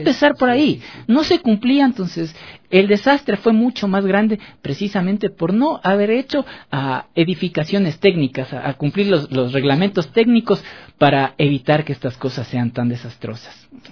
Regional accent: Ecuador; con este pecho ferviente diciendo: soy ecuatoriano, te amo, Ecuador.

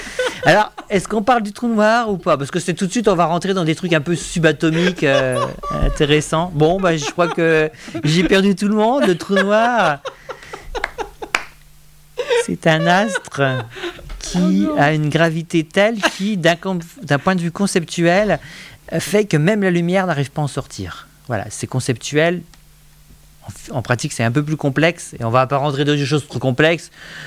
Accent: Grand Est, France; accent: Vosges; excuse-moi, j'ai mon accent vosgien qui ressort

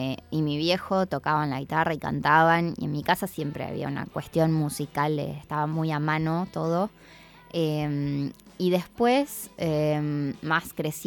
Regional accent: City Bell, Buenos Aires Province, Argentina; Yo en realidad me crié en Citibel, Villaliza. Me gusta decir el campo porque vivo en la parte de calles de tierra y caballos, ovejas. Pero siempre fui al colegio en La Plata porque en realidad soy de familia platense.

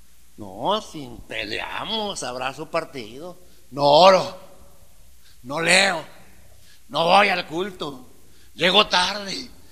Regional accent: Manuel Doblado, Guanajuato, Mexico; somos de rancho, somos de Manuel Doblado, de la tierra de las cuantas mentiras.

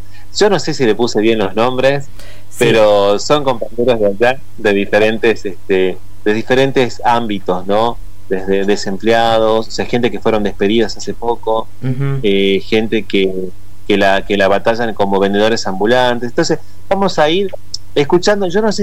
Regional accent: Argentina; y somos argentinos, nos organizamos para todo.

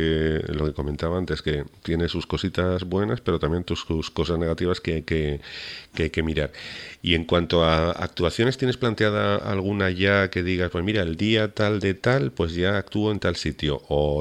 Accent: Huesca, Aragon, Spain; now in Canary Islands, Spain; Yo soy de Huesca concretamente, aunque vivo en Canarias

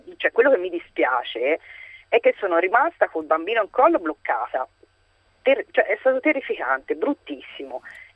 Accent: Tuscany, Italy; Ero al mare in Versilia, io sono toscana

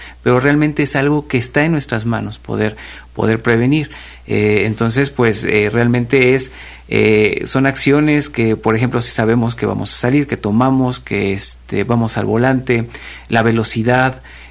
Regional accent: Mexico; Es un día donde festejamos como mexicanos el grito de independencia. Y al ser mexicanos sabemos que nos gusta la fiesta

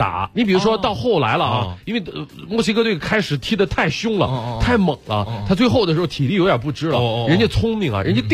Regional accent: China; 所以足球就是我们中国人体育生活当中的悲剧

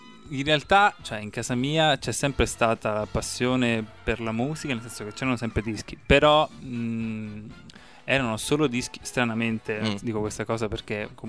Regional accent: Marche, Italy; now in Bologna, Italy; perché io comunque sono originario delle Marche.

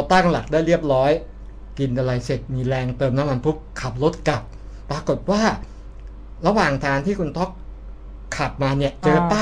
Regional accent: Khon Kaen, Thailand; ลุงเขาบอกบ้านอยู่ไหนพอบอกปุ๊บว่าอยู่อำเภอหนึ่งอำเภอหนึ่งในจังหวัดขอนแก่น

